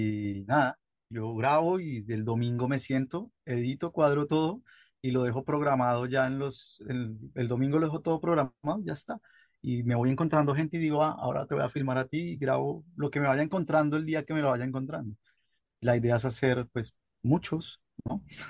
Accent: Colombia; moved away as an adult; desde que me fui de Colombia en el 2021 a hoy

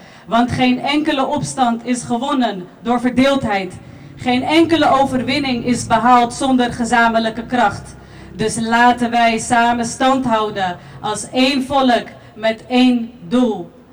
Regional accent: Palestine; Wij Palestijnen, verspreid over de hele wereld, zijn de stem die blijft roepen voor gerechtigheid.

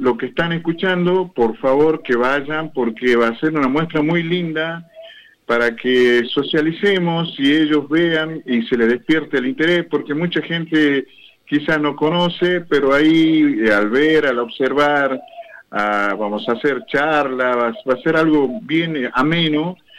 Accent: Jujuy, Argentina; accent: northern Argentine; now in Neuquén, Argentina; por mi tonada yo vengo del norte, no, soy de Jujuy.

